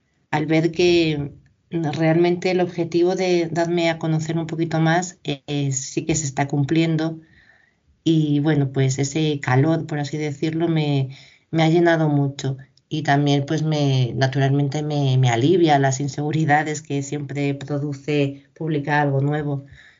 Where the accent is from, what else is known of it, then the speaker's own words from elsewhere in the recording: Ávila, Castile and León, Spain; aquí en mi ciudad natal, en Ávila